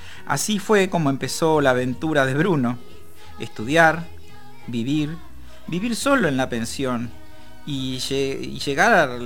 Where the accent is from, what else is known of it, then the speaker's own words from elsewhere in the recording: La Plata, Buenos Aires Province, Argentina; Yo soy platense y recién a mis 18 años conocí la vieja estación provincial.